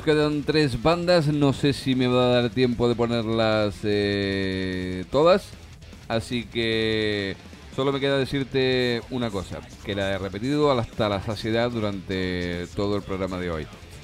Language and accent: Spanish; Canary Islands, Spain; Los que somos de las Islas Canarias, pues tenemos ese hándicap de tener que volar en avión.